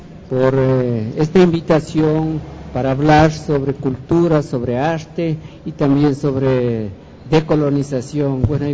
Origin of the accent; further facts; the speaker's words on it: Ecuador; porque ese es el manco que tenemos como ecuatorianos